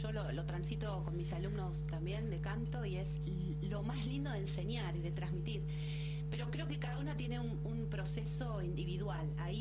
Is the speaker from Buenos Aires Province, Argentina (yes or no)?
yes; Temperley, Buenos Aires Province, Argentina; somos todos de zona sur, no sé qué, yo soy de Temperley, los otros músicos eran de Adrogué, de Temperley.